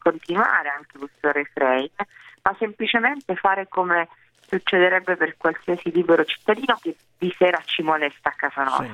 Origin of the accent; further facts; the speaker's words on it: Sicily, Italy; io sono cresciuta in Sicilia e andavo a scuola con dei ragazzi